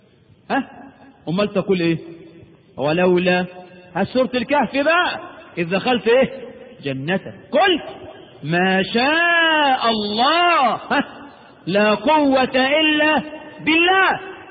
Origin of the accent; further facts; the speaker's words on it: Egypt; وانا مصري مش هندي ولا حاجة، انا من حواري مصر.